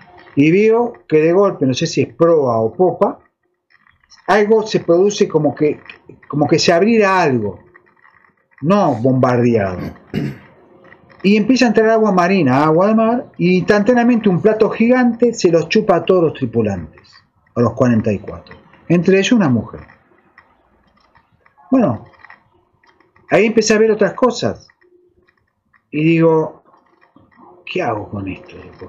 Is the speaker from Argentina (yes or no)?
yes; Argentina; Salvando que somos argentinos, no interesa las razas